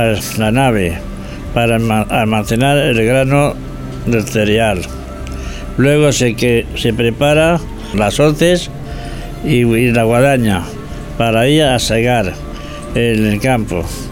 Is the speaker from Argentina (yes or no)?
no; San Juan de la Nava, Castile and León, Spain; de las historias de mi pueblo, San Juan de la Nava. Un pequeño pueblo a unos 500 habitantes situados en la provincia de Ávila, a 30 kilómetros de la ciudad.